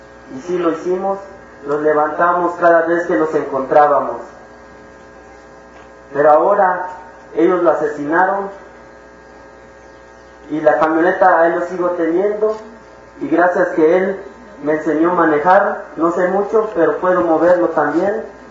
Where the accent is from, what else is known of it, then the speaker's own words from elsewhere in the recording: La Realidad, Chiapas, Mexico; vengo del Caracol 1, La Realidad. Yo soy